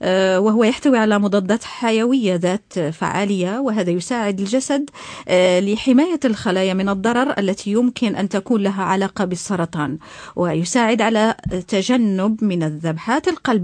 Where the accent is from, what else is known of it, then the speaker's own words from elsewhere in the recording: Morocco; الشاي أو أتاي كما نطلق عليه بالدارجة المغربية هو ملك المشروبات عندنا في المغرب